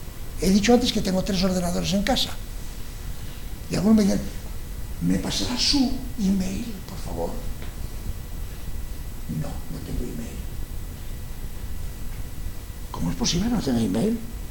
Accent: Catalonia, Spain; como él es catalán y también soy catalán

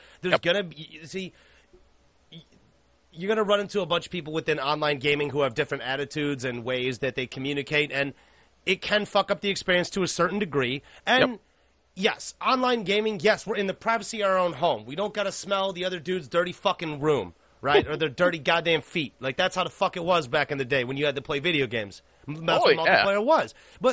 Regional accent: South Korea; born there; English is a second language; So for me, I'm not from this country. I was born in Korea.

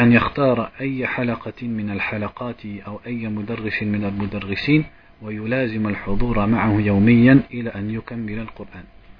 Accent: France; comme nous on est de France, on est des fainéants, ça veut dire on n'est pas des Indiens ou des Yéménites.

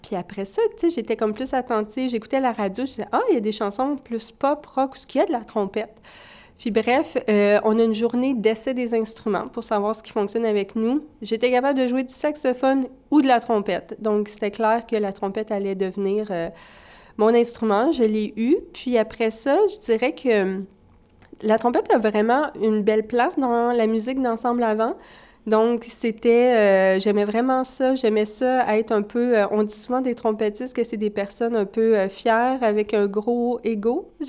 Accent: Val-d'Or, Quebec, Canada; Moi, je suis native de Val-d'Or en Abitibi

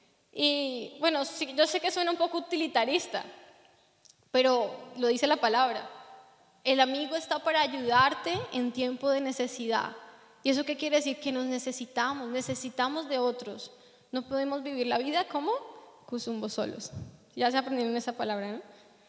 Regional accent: Colombia; saben que soy colombiana

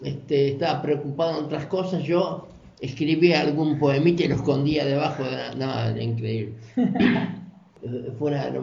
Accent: Mar del Plata, Buenos Aires Province, Argentina; soy nacido en Mar del Plata en 1943 y ahí me crié, ahí trabajé y ahí estudié. Y fue una vida al lado del mar

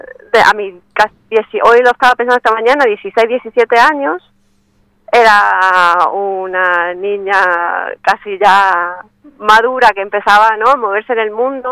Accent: Argentina; moved away as an adult; now in Murcia, Spain; que no se me note con este tono que llevo, soy argentina y vivo aquí hace ya 19 años.

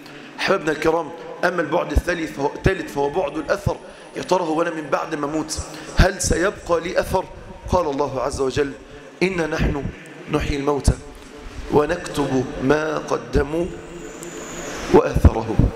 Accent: Egypt; إحنا من أهل مصر كأهل مصر

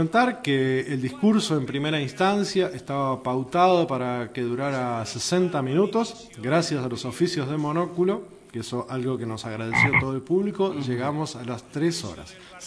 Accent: Uruguay; Yo lo que creo que el factor sorpresa como uruguayo es muy previsor.

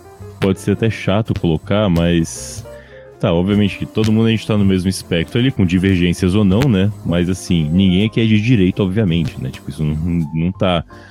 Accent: São Paulo, Brazil; No caso, pra eu que sou lá de São Paulo

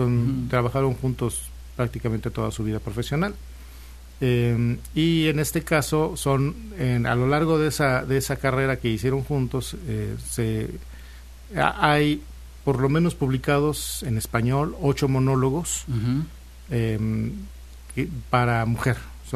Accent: Saltillo, Coahuila, Mexico; Sí, sigo siendo de Saltillo, soy muy norteño en muchos aspectos.

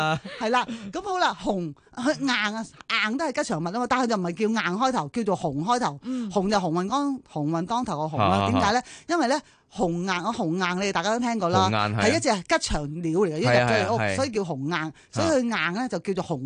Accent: Hong Kong

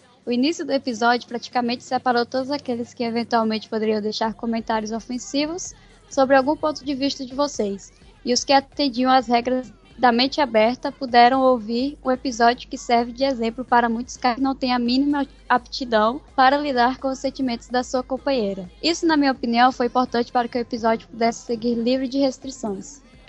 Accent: Pará, Brazil; eu também sou do Pará. Na verdade, moro em Belém.

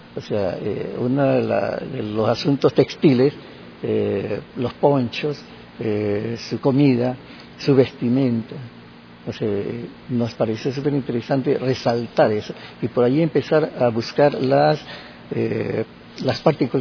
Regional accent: Guayaquil, Guayas, Ecuador; yo soy de Guayaquil, pero estoy residiendo actualmente ya 5 años acá en la provincia.

